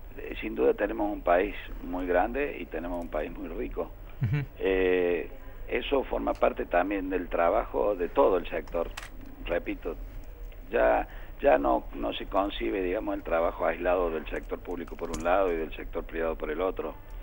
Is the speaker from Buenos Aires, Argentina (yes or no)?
no; Córdoba, Argentina; Yo hablo porque soy cordobés